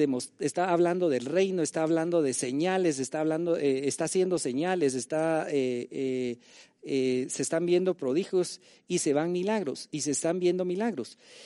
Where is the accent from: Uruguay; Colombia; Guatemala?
Guatemala; Como guatemaltecos, nosotros funcionamos en principio bajo la Constitución de Guatemala